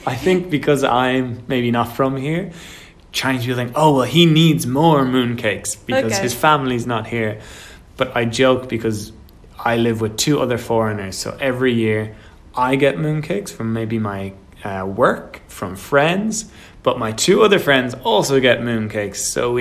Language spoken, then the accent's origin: English; Ireland; born or raised there